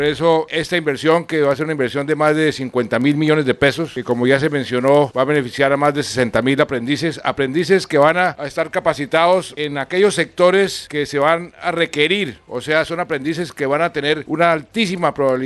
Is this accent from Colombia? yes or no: yes; Colombia; que todos, como colombianos, salgamos a conquistar esa paz